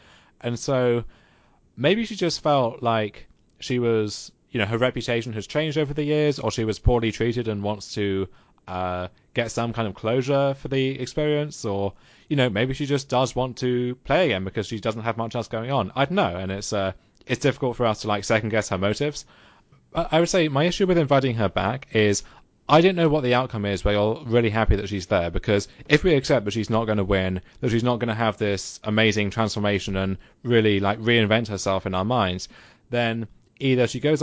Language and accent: English; United Kingdom; I was thinking, well, as a British six-year-old, it's kind of difficult to get into American reality TV.